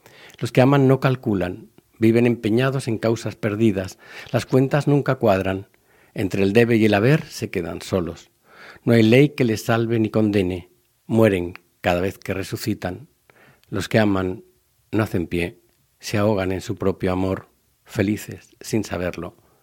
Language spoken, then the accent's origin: Spanish; Valencia, Valencian Community, Spain; los años en los que yo vivía en Valencia. Yo soy valenciano, vivía hasta allí, hasta el año 91.